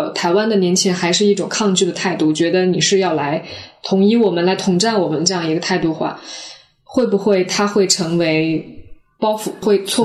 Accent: Hong Kong; 因为我们从香港过来，香港人就是非常非常的焦虑。

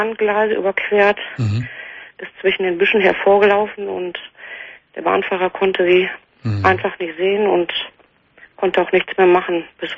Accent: Dortmund, North Rhine-Westphalia, Germany; Und ich komme aus Dortmund

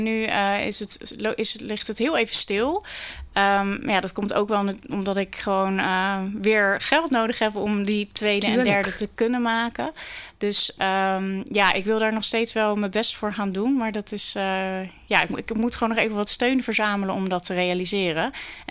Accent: Vlaardingen, South Holland, Netherlands; born there; maar ik begin in Vlaarding, omdat dat is mijn geboortestad.

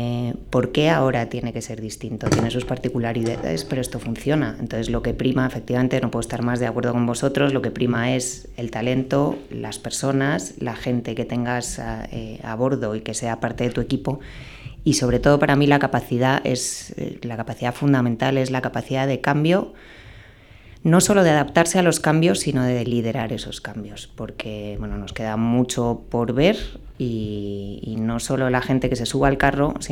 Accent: Galicia, Spain; Como soy gallega

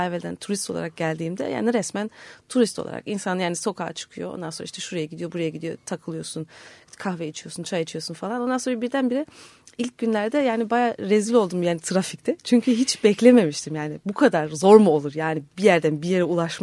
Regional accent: Germany; Yani normalde şimdi ailem 73'te Almanya'ya gitti. Ondan sonra da işte ben de orada doğdum büyüdüm falan. Tatil için falan geliyorduk normalde.

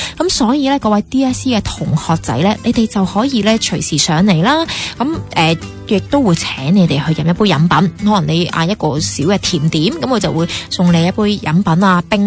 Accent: Hong Kong; 其实我哋香港人最好嘅地方就係一啲好食嘅嘢呢就一起去 share 啦，

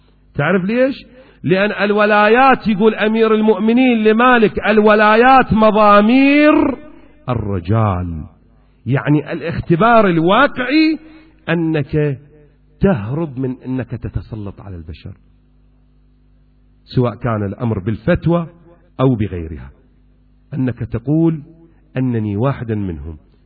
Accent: Iraq; أكو شايب عندنا بالعراق

